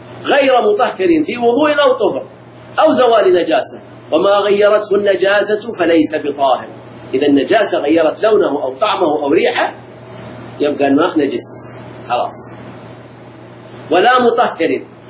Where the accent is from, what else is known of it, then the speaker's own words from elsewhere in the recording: Al-Ahsa, Eastern Province, Saudi Arabia; عندنا في الأحساء